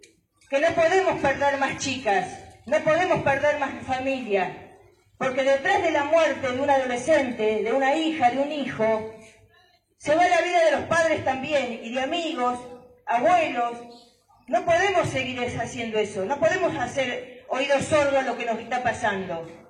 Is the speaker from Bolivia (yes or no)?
no; Mar del Plata, Buenos Aires Province, Argentina; yo vengo de Mar del Plata, allá hay muchísimos grupos de chicas que se juntan, muchísimos.